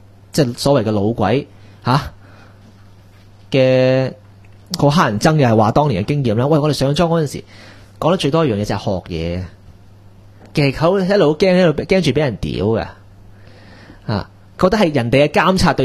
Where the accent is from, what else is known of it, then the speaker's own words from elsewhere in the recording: Hong Kong; 搶奪我哋香港人嘅工作機會